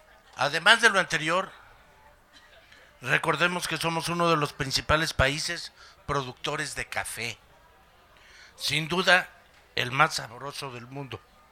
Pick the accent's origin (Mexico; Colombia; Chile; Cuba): Mexico; saquemos el orgullo que como mexicanos nos resulta propio.